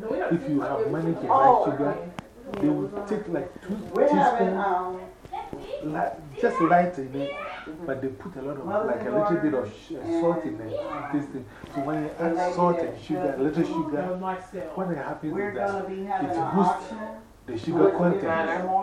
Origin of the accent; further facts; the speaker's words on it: Ghana; But I remember when I was growing in Ghana, growing up in Ghana, you only eat chicken when your parents have a visitor.